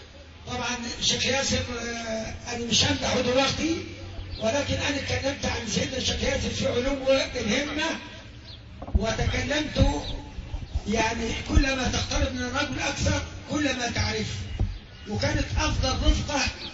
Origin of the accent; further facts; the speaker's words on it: Alexandria, Alexandria Governorate, Egypt; انتوا عارفين يا اخوة ان هوايا سكندري، انا تربيت في الاسكندرية